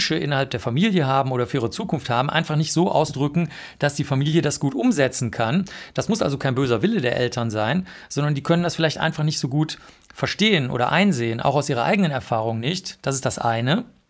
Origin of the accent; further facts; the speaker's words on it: Bavaria, Germany; ich komme aus Bayern, aus einem kleinen Dorf.